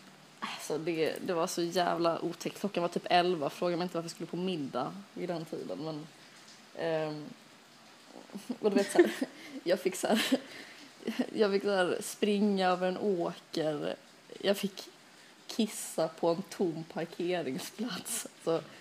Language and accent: Swedish; Lund, Skåne, Sweden; Jag kommer från Lund